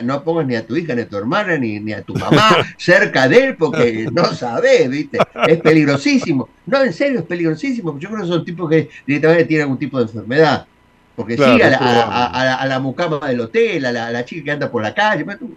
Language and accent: Spanish; Buenos Aires, Argentina; nos quieren hacer creer a los porteños que somos más que un colombiano. Y eso no es así. Es la mezcla. Nosotros somos una mezcla.